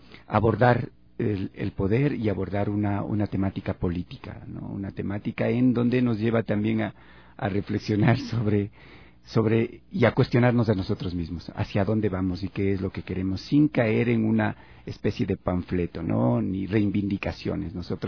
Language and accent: Spanish; Ecuador; como latinoamericanos o como ecuatorianos estos dolores los vamos guardando y sonreímos, porque así somos los ecuatorianos